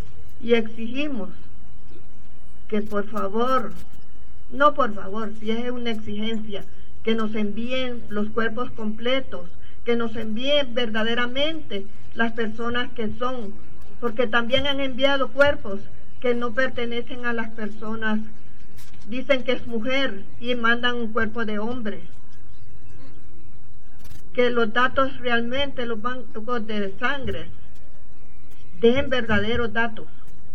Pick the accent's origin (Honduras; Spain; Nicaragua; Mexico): Honduras; vengo de Honduras a exigir justicia